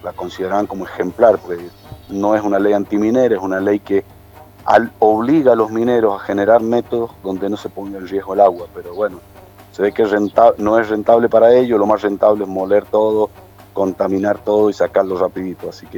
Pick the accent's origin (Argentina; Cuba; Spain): Argentina; San Carlos, Mendoza; mi pueblo, digo, en el centro, en el corazón de la provincia de Mendoza, en San Carlos